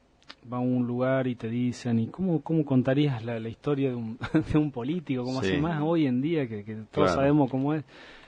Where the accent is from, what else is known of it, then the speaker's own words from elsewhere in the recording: Jujuy, Argentina; Sí, en Jujuy me dedicaba mucho al turismo también